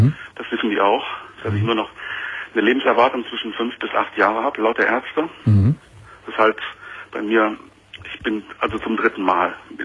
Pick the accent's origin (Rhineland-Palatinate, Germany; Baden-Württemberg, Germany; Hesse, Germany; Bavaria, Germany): Hesse, Germany; Ich komme aus der Nähe von Kassel, das ist ein kleiner Ort in Nordhessen.